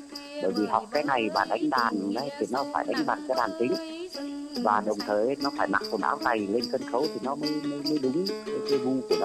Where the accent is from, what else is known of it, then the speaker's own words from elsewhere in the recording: Lạng Sơn, Vietnam; also born or lived in Cao Bằng; now in Ho Chi Minh City, Vietnam; Và tôi là người Tây nữa. Tôi là sinh ra và lớn lên ở Lạng Sơn, Cao Bằng nữa. Cho nên là vừa sáng tác vừa thành về cái tiếng Tây, tiếng Nùng. Cũng lại là ở thành phố Hồ Chí Minh nữa.